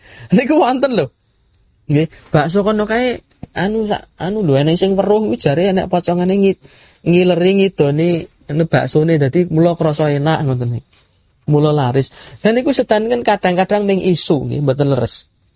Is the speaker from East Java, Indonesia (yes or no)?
no; Lahat, South Sumatra, Indonesia; Saya dari Lahat, Sumatera Selatan.